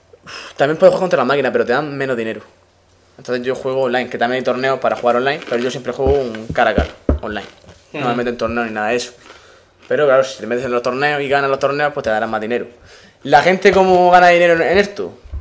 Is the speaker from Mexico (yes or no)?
no; Spain; O sea, claro, soy español